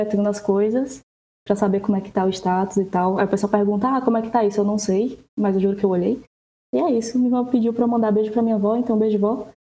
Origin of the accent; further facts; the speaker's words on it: Ceará, Brazil; now in São Paulo, Brazil; atualmente estou morando em São Paulo, mas eu sou do Ceará.